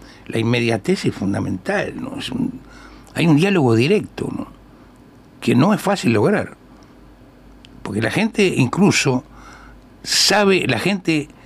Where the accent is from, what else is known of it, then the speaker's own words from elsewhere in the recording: Montevideo, Uruguay; yo me crié en un barrio como todos. En el caso mío, yo soy del Gurullú, de la Ciudad Vieja. Criado en el buceo. Y después me fui a vivir a Palermo.